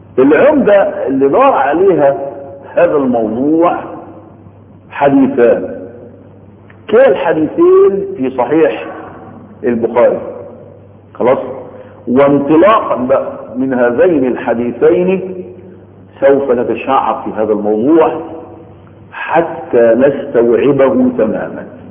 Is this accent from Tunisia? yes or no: no; Egypt; يعني عندنا في مصر بننطق لغة، في السعودية بينطقوا لكنة ولغة